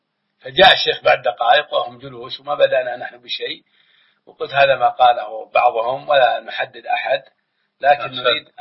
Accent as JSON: {"language": "Arabic", "region": "Makkah Province", "country": "Saudi Arabia", "said": "ونحن إخوانكم من مكة والمدينة ونحبكم وأتينا إليكم"}